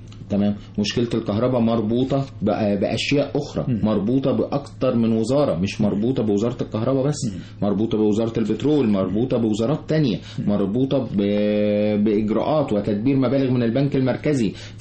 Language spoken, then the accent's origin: Arabic; Egypt; أنا مواطن مصري ذو خبرة في مجال معين